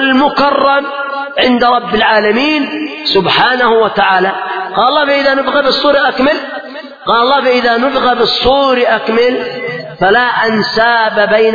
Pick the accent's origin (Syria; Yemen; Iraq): Yemen; قد ذكروا عندنا في اليمن